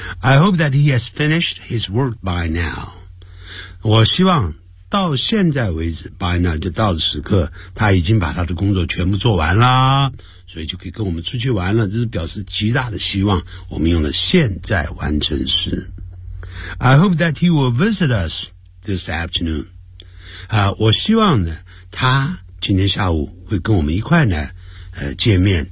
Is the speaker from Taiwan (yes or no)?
no; Nanning, Guangxi, China; 他这样讲话一看就知道呢是我们家乡人，就从哪个地方啊，从南宁来的。